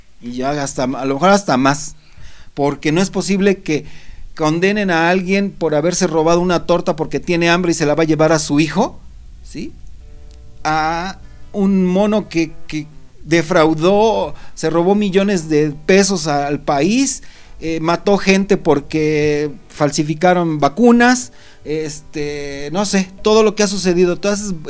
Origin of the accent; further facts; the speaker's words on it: Mexico; como sociedad mexicana nos estaríamos pudriendo